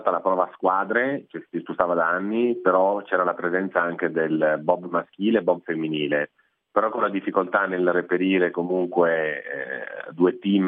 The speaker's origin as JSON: {"language": "Italian", "town": "Cortina d'Ampezzo", "region": "Veneto", "country": "Italy", "said": "io sono di Cortina e la pista da bob comunque da noi è un must"}